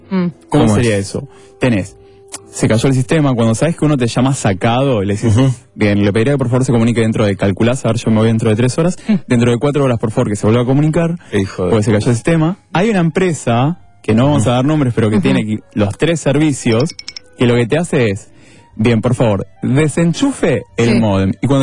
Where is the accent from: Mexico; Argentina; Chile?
Argentina; San Martín; Yo soy de San Martín.